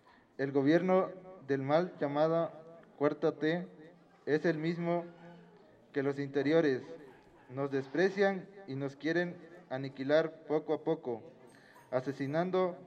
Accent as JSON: {"language": "Spanish", "town": "Coyuca de Benítez", "region": "Guerrero", "country": "Mexico", "said": "Vengo del municipio de Coyuca de Benítez, pertenezco a la Organización Campesina de la Sierra"}